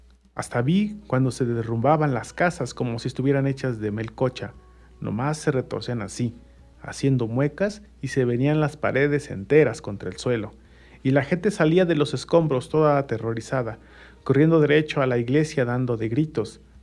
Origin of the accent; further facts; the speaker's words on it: Mexico; un cierto sabor en el imaginario colectivo como mexicanos, ¿no?